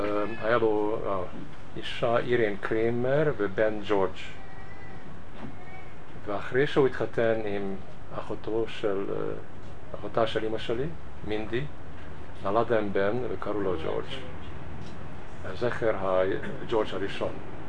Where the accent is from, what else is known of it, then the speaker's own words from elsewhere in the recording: Budapest, Hungary; moved away; המשפחה שלי, אבא ואמא ואחותי, ברחנו מבודפשט, אני נולדתי שם, גרתי שם, רק אמא שלי מבוינהד. אנחנו הגענו לניו יורק